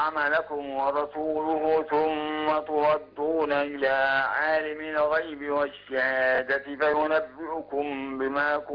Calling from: Beheira, Egypt; من البحيرة.

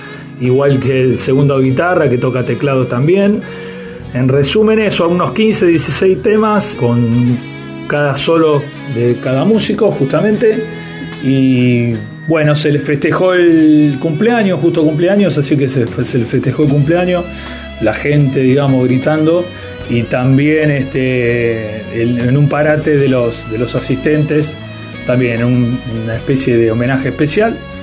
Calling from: Monte Castro, Buenos Aires, Argentina; de Monte Castro

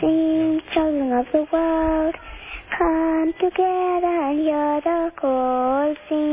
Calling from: Indonesia; Indonesia.

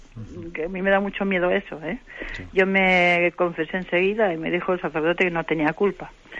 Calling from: Santander, Cantabria, Spain; de Santander.

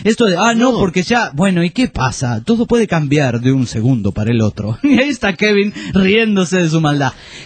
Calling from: Aguascalientes, Mexico; Soy de Aguascalientes, México.

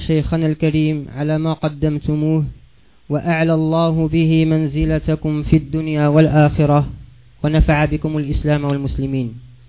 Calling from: Morocco; عندنا بالمغرب ظاهرة وهي انتشار تميمة على شكل يد وخمسة أصابع تسمى الخميسة

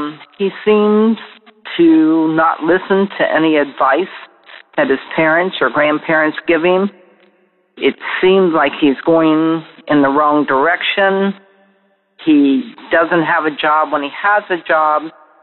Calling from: Columbus, Ohio, United States; I'm calling from Columbus, Ohio.

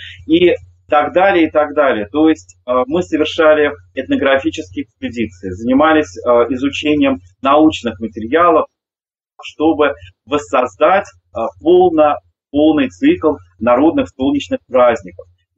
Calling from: Mozhaysk, Moscow Oblast, Russia; Я вещаю вам из Можая, даже из Можайского района, из самых истоков Москвы-реки, где мы существуем как этнокультурный центр «Колосвет», такое старейшее эко-поселение с начала 80-х годов.

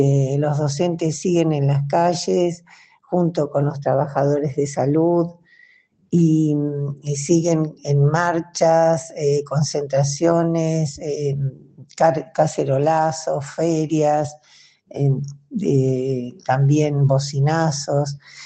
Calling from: Chubut, Argentina; de Chubut, Patagonia, Argentina

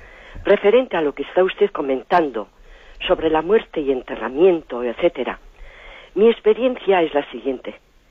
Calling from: Basque Country, Spain; de Guipúzcoa.

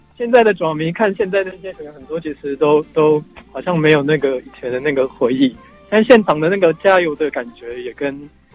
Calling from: Taipei, Taiwan; 我是台北的

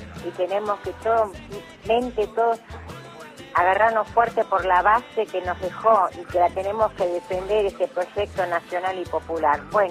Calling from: Santos Lugares, Buenos Aires Province, Argentina; de Santo Lugares

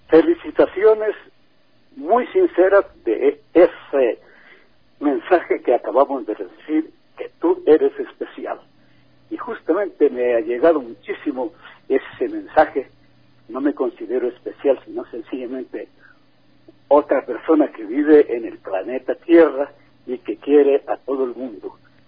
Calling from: Ecuador; moved away; yo vivo en Estados Unidos y también nunca me he olvidado de mi tierra ecuatoriana. Y hace muchos años que vivo por allá

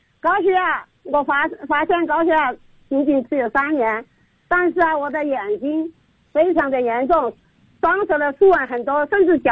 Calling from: Nanchong, Sichuan, China; 我是来自四川南充的，

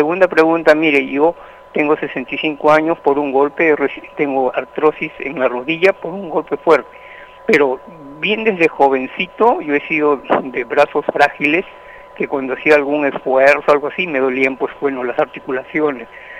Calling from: La Victoria, Lima, Peru; de La Victoria.

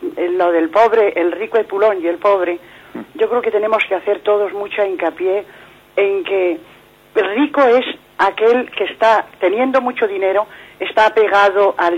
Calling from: Madrid, Community of Madrid, Spain; de Madrid.

